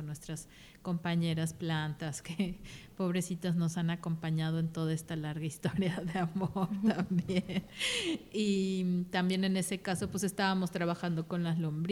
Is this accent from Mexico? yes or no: yes; Mexico City, Mexico; moved away as an adult; las dos somos mexicanas, yo soy de Ciudad de México